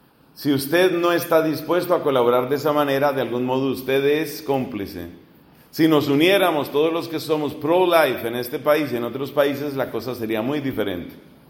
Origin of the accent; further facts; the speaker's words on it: Colombia; es una vergüenza en mi país y es algo que hemos tenido que cargar muchos colombianos